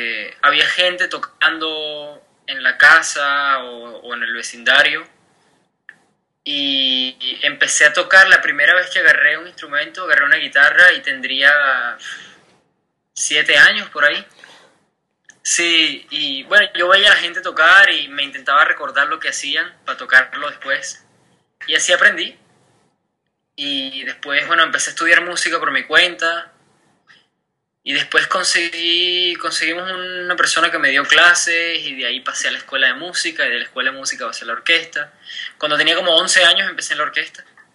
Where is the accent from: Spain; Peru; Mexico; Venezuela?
Venezuela; also born or lived in Europe; now in New York, United States; Soy venezolano, vivo en Nueva York desde hace 3 meses, más o menos.